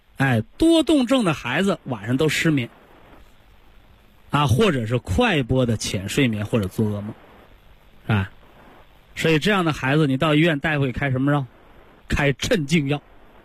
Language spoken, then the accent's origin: Chinese; China; 我们中国人很讲道理，